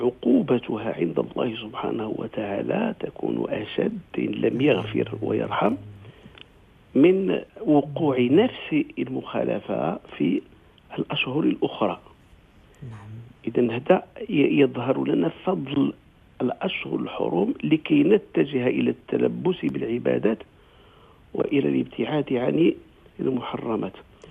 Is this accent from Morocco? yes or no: yes; Morocco; وعندنا في المغرب يعني الأغنياء يدفعون زكاة أموالهم في محرم.